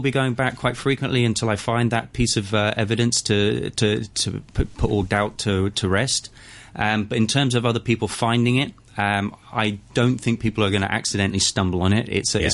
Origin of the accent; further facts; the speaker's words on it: Hong Kong; I was born and raised here in Hong Kong